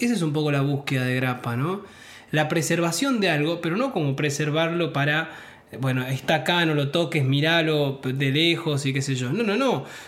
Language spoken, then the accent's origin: Spanish; Tartagal, Salta, Argentina; now in Salta, Argentina; Yo soy oriundo de Tartagal y vivo en Salta, bueno, ya hace muchos años